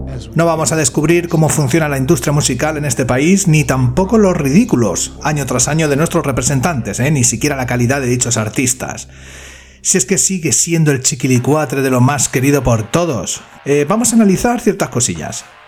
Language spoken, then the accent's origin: Spanish; Benidorm, Valencian Community, Spain; Y yo, aparte de que soy de Benidorm, esto me pilla de cerca.